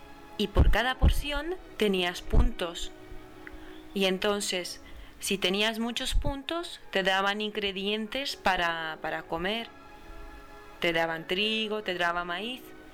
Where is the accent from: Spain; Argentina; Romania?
Romania; en estos momentos me encuentro en mi pueblo, situado en el oeste del país